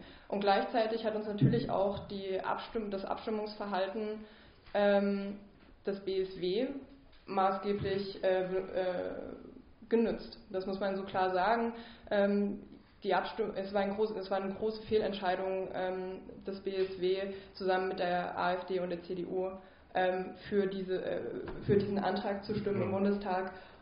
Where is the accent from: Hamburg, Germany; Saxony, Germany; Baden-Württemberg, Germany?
Saxony, Germany; ich komme aus Sachsen und bin sozusagen sehr stark innerparteilich ostdeutsch sozialisiert.